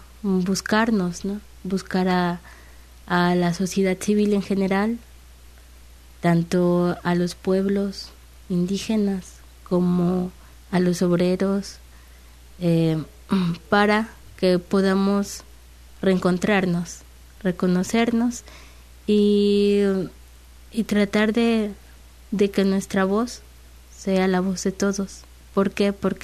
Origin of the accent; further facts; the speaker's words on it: Tlilapan, Veracruz, Mexico; En sí vengo de un municipio que se llama Tlilapan.